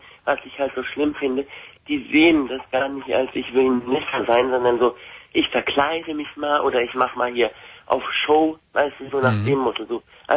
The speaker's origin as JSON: {"language": "German", "country": "Iran", "said": "weil ich bin auch eine Iranerin"}